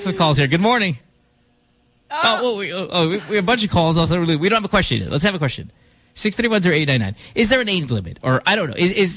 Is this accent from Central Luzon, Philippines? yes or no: yes; Central Luzon, Philippines; I grew up in the 90s. I grew up in the 2000s. You know, one more 90s than anything. And growing up in Bulacan, where I was